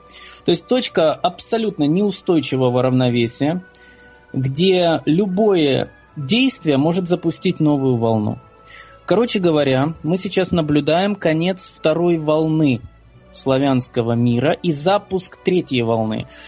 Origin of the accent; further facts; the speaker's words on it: Simferopol, Crimea, Ukraine; Я из Симферополя, из Крыма, недавно присоединившегося к нашему общему дому.